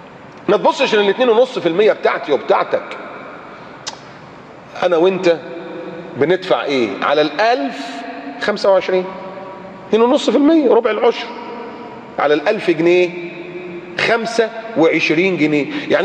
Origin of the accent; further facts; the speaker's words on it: Egypt; بلدنا مصر